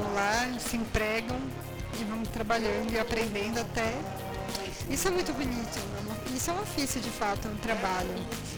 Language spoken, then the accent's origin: Portuguese; São Paulo, Brazil; Porque o comum, eu sou de São Paulo, e o comum é você jogar fora e comprar outro.